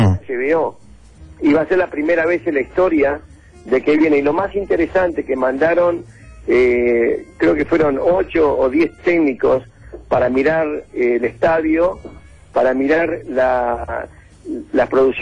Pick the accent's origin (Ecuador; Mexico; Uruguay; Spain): Uruguay; Escúchame, yo soy uruguayo, no soy perfecto